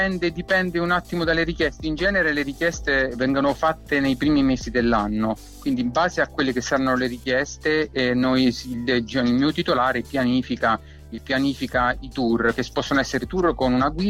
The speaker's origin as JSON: {"language": "Italian", "town": "L'Aquila", "region": "Abruzzo", "country": "Italy", "lives_now": "Ortona, Italy", "said": "Sono aquilano, ma sto a Ortona da tanti anni."}